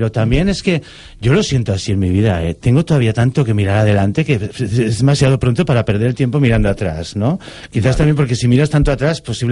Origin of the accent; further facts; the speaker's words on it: Valencia, Valencian Community, Spain; Bueno, muy nuestro, porque yo también me considero valenciano.